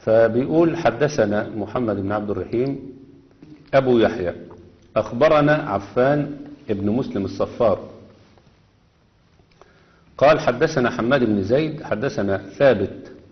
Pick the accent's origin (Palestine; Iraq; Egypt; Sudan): Egypt; لأن كلمة صعيد أصلا عندنا الصعيد في مصر، الصعيد في مصر ديت الطريق الصاعد اللي بيتوجه إلى الجنوب